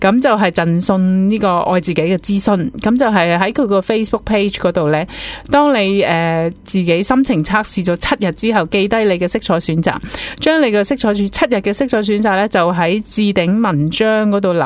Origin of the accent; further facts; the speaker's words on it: Hong Kong; 我希望即係大家我哋香港人啦惯咗咩都要快